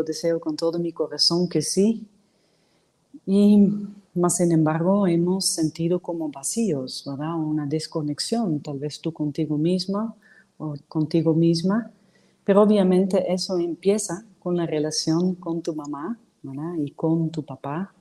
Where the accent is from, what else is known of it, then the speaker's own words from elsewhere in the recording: Netherlands; Spanish is a second language; yo como soy holandesa, que tuvieron que reconstruir el país después de esas dos guerras mundiales